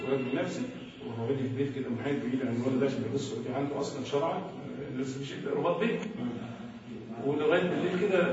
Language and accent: Arabic; Egypt; من أمورنا كلنا كمصريين